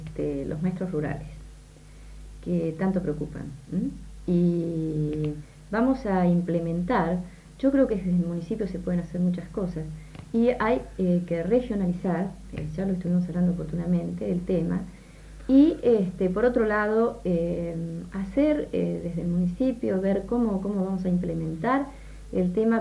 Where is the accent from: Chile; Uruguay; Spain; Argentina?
Argentina; Azul, Buenos Aires Province; le quiero decir a mi pueblo de Azul